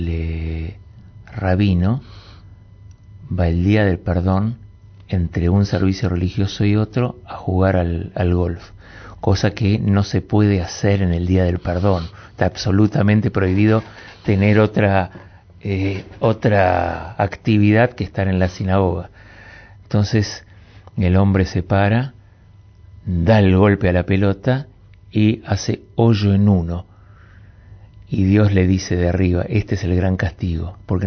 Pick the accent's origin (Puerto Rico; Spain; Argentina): Argentina; Buenos Aires; yo también me crié en la calle. Yo soy del barrio de Flores, un barrio absolutamente cosmopolita, en donde éramos todos inmigrantes